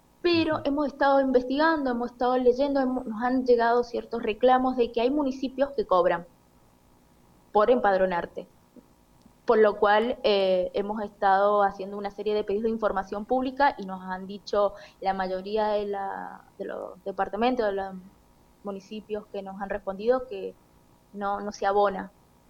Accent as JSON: {"language": "Spanish", "country": "Argentina", "said": "nosotros, que somos argentinos"}